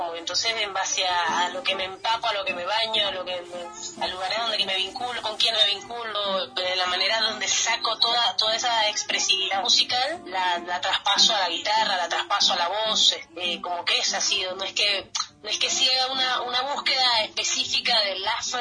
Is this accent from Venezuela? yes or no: yes; Venezuela; moved away; also born or lived in Brazil; después salí de Venezuela, me fui a Brasil, estuve 3 años viviendo allá